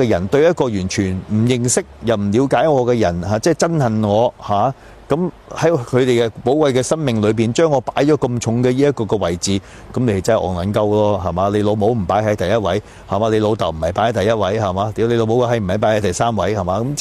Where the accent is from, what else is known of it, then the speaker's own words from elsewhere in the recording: Canada; 可能我喺加拿大長大啦